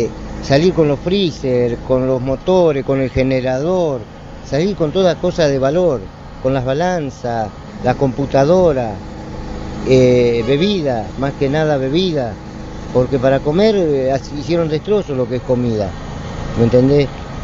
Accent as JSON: {"language": "Spanish", "country": "Argentina", "said": "Y yo no soy chino, yo soy argentino."}